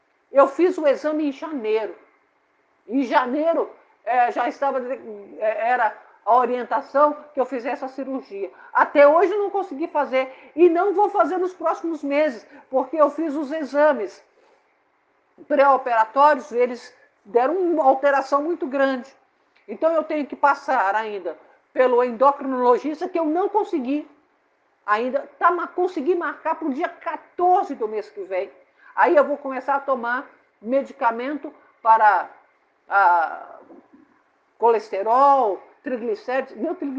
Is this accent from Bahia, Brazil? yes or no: no; Minas Gerais, Brazil; Sou mineira, né? Mineira adora queijo.